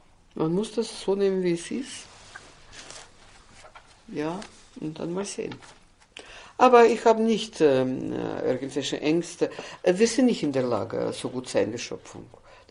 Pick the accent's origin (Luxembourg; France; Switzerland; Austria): Austria; bei uns in Österreich.